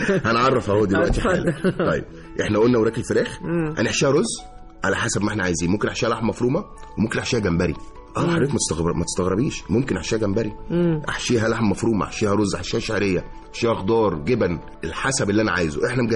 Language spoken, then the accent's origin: Arabic; Egypt; لا هو يعني احنا كمصريين بنحب نبتكر.